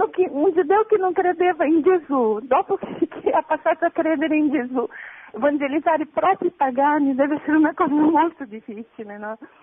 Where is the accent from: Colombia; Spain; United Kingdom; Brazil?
Brazil; Italian is a second language; io sono brasiliana